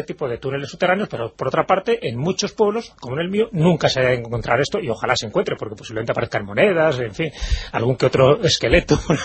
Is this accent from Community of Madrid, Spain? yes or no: no; Valderas, Castile and León, Spain; incluso el de mi pueblo, de Valderas, siempre hay la clásica historia del túnel